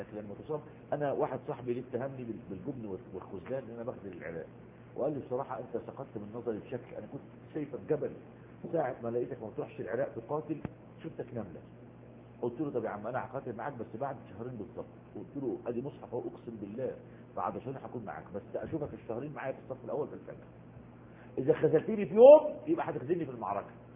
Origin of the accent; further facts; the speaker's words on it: Egypt; نفس القصة عندنا في مصر